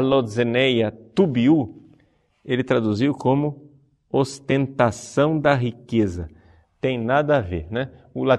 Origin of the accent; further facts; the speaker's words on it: Recife, Pernambuco, Brazil; born there; ele é nordestino como eu sou nascido em Recife